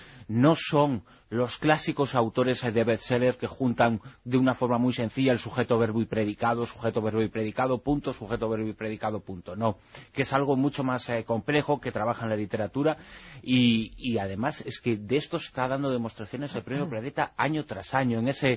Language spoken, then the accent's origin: Spanish; Galicia, Spain; Es que soy gallego.